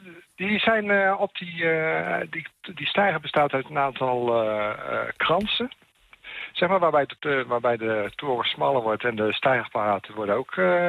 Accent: Utrecht, Netherlands; Ja, ik kom zelf ook uit Utrecht.

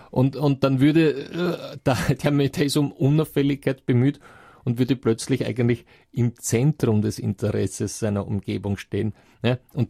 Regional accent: Russia; Das ist so ein Trick, ja, wobei jetzt bringen Sie ein Beispiel, das bei uns in Russland natürlich nicht allzu hoch im Kurs steht

